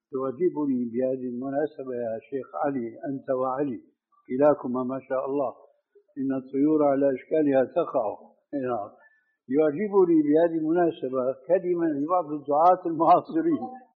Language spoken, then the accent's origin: Arabic; Damascus, Damascus Governorate, Syria; كما يقولون عندنا في دمشق بدها الزكتار